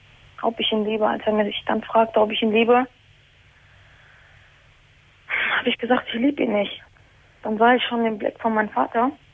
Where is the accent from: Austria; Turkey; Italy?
Turkey; now in Germany; Ich komme aus der Türkei.